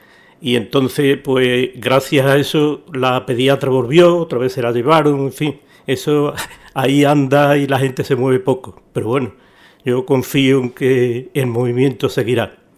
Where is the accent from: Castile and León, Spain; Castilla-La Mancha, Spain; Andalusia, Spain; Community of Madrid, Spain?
Andalusia, Spain; Coria del Río; Yo ya en mis tiempos, yo soy de Coria